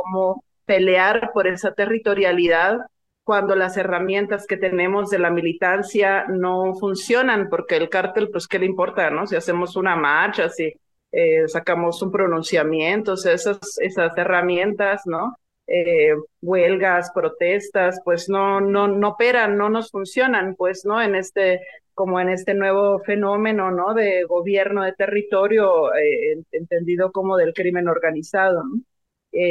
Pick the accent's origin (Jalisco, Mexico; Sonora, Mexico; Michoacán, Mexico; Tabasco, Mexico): Sonora, Mexico; Yo soy del norte, yo soy de Sonora